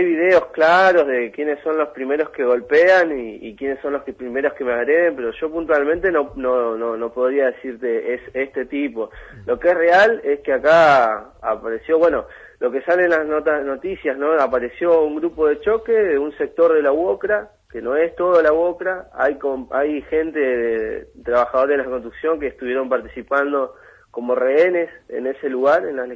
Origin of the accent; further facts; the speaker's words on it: Rawson, Chubut, Argentina; Yo soy de Rawson, pero estuve mucho tiempo afuera